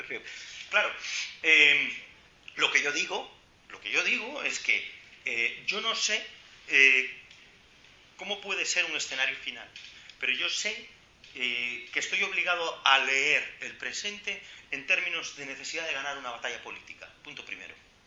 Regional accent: Galicia, Spain; yo soy gallego, ¿no? Los gallegos somos nación, o yo por lo menos soy nación, quiero decir, como gallego, ¿no?

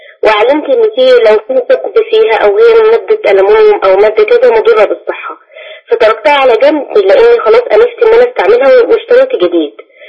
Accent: Dakahlia, Egypt; أنا من الدقهلية مثلا

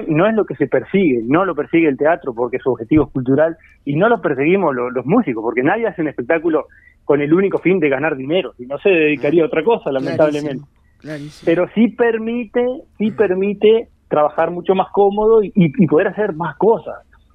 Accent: San Gregorio de Polanco, Tacuarembó, Uruguay; Yo soy de San Gregorio Polanco, los gurises son de acá

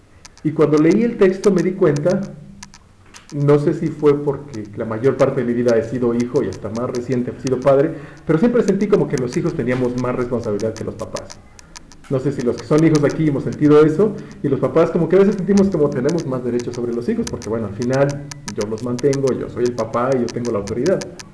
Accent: Mexico; Pero nosotros como mexicanos tenemos algún, o sea, por nuestra situación de alimentaria y donde vivimos, sabemos que la palabra chile

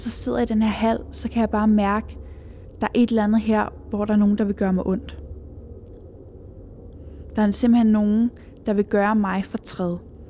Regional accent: Copenhagen, Capital Region, Denmark; og jeg er 27 år gammel. Jeg er vokset op på Amager i en lille lejlighed i en andelskompleks.

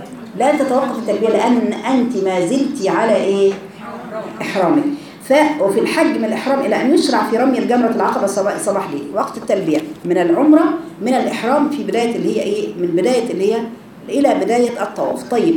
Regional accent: Egypt; يبقى احنا من اهل مصر ميقاتنا فين؟

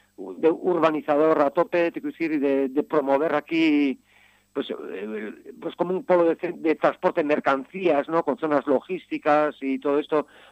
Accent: San Sebastián, Basque Country, Spain; Yo, por ejemplo, soy de Donosti, uh-huh, con el tema del metro que nos quieren construir en la ciudad

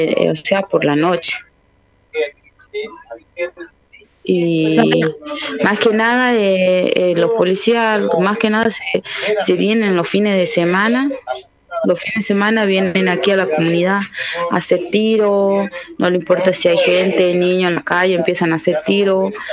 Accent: Tartagal, Salta, Argentina; de Tapiete, de Tartagal, Salta. Y sí, pertenezco al Movimiento de Mujeres Indígenas por el Buen Vivir.

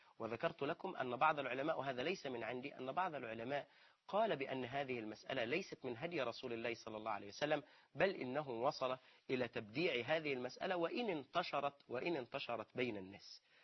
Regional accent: Egypt; في شرط عرفي موجود بيننا نحن كمصريين

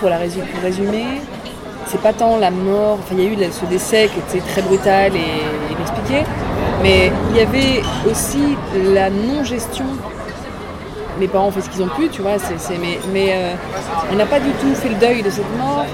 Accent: Réunion, France; born or raised there; also born or lived in Lorraine

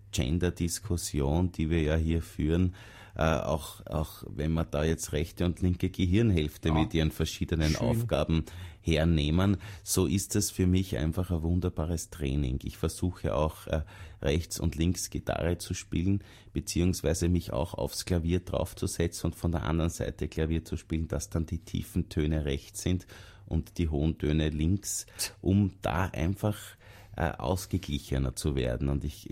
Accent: England, United Kingdom; Naja, es ist natürlich bei uns in England so eine Sache.

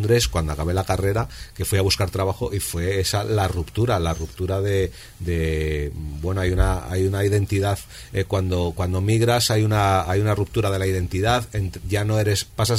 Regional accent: Spain; moved away as an adult; yo no tenía ninguna oportunidad en mi país porque hasta que no cambió mucho las cosas, las oportunidades para los jóvenes eran nulas

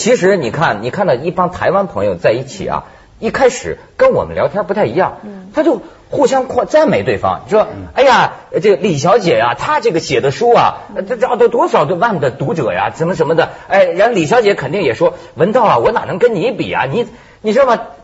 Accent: China; 你跟我们大陆人也接触很多了。

